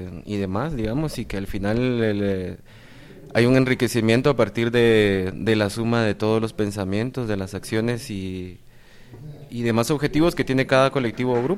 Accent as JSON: {"language": "Spanish", "country": "Guatemala", "said": "tenemos las capacidades como ciudadanía guatemalteca"}